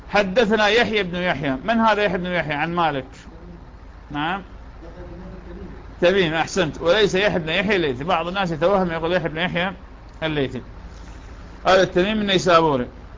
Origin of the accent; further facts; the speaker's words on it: Iraq; accent: Iraqi; يعني هذا المسعى لشان في لهجتنا العراقية لا توى عليه